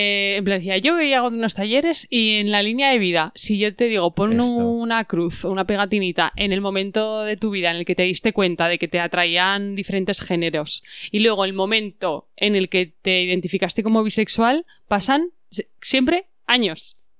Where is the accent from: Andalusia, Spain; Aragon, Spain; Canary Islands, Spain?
Aragon, Spain; nos meten en el saco de, pues que sois españoles. En el sentido de, bueno, bien, igual somos un pueblo de España. Pero que yo hay veces que me identifico, o sea, como que mi identidad aragonesa